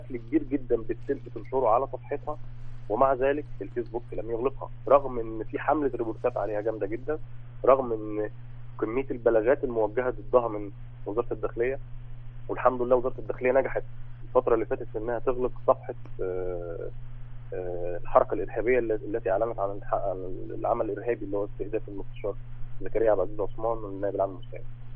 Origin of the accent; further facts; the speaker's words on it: Egypt; يعني أنا كشاب مصري شايف كل ده قدامي